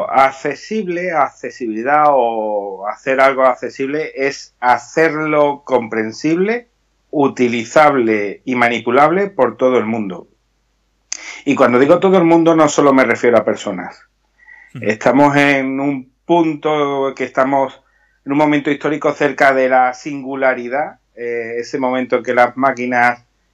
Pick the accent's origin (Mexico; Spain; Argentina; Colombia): Spain; Seville, Andalusia; Hombre, en mi tierra, yo soy sevillano